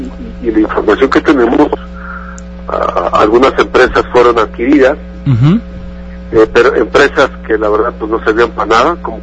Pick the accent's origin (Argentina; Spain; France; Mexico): Mexico; No podemos seguir siendo todos los mexicanos de tercera